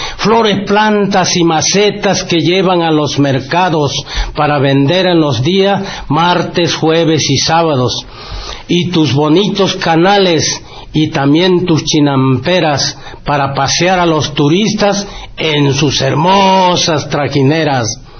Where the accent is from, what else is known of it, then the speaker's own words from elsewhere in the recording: Minatitlán, Veracruz, Mexico; principalmente a mi pueblo natal, Minatitlán, Veracruz.